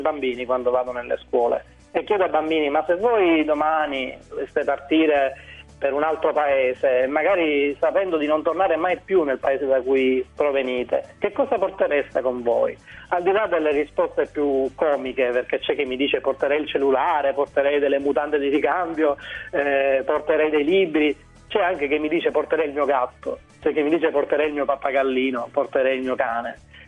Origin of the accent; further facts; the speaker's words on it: Sicily, Italy; Sembra quasi scontato che io da siciliano mi preoccupi